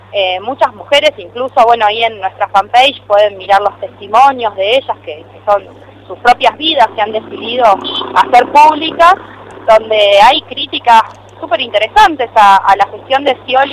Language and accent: Spanish; Argentina; Nos ha costado mucho como argentinos conseguir los derechos